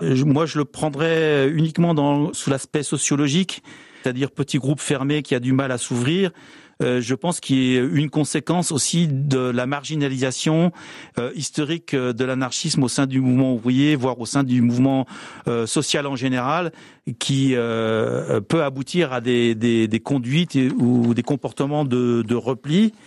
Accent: Spain; accent: Catalan or Spanish; French is a second language; avec mon accent catalan ou espagnol très important.

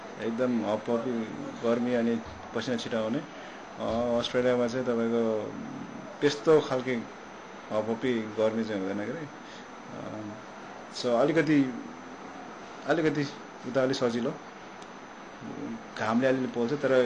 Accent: Pokhara, Gandaki Province, Nepal; म पोखरामै हुर्केँ तर पोखराबाट त्यहाँदेखि नै अन्नपूर्ण र माछा पुछ्रे जहिले त्यहाँ हाम्रै घर अगाडि

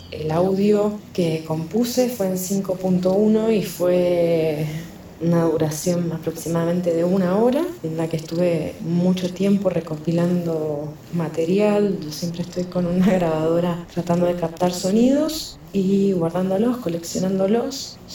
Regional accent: San Juan, Argentina; soy de San Juan

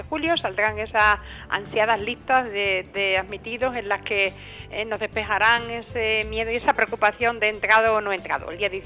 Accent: Extremadura, Spain; la posibilidad que me da la Junta de Extremadura como extremeño

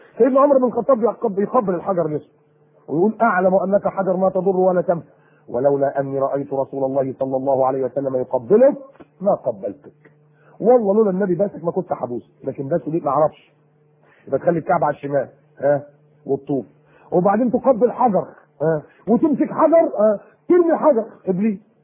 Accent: Egypt; بيقولوا إن إحنا فراعنة وأصلنا كمصريين فراعنة

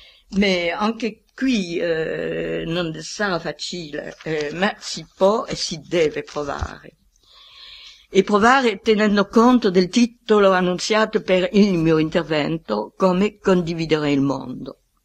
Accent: France; Italian is a second language; Allora, io sono un francese, non devo propormi dei termini italiani molto rari.

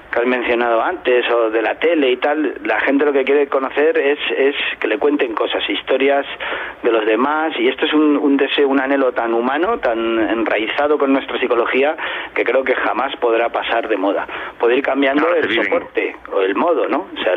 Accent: Madrid, Community of Madrid, Spain; En mi adolescencia en Madrid, cuando iba en el metro, que ibas con 18 años

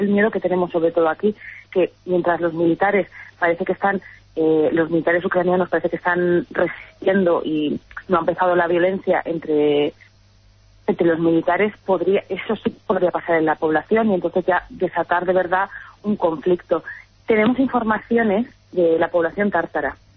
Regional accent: Spain; now in Ukraine; saben si somos españoles

